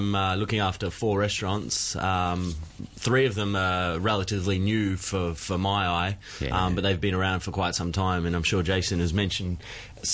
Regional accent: Victoria, Australia; No, I'm actually from country Victoria. I grew up just near Melbourne, like close to Melbourne, an hour from Melbourne.

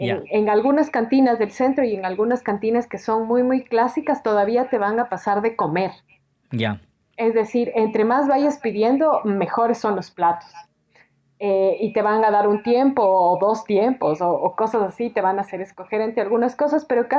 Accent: Ecuador; cuando se enteran que soy una ecuatoriana haciendo una tesis sobre México

